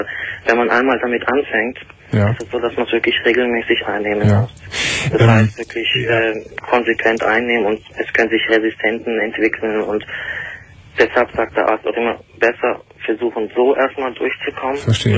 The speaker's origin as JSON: {"language": "German", "country": "Turkey", "lives_now": "Germany", "said": "Na gut, ich bin Türke."}